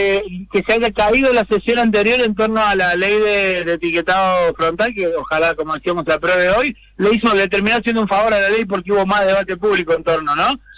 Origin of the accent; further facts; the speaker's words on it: Córdoba, Argentina; Yo soy originariamente cordobés, así que tengo mucho cariño por esa provincia, obviamente, muchos amigos y familiares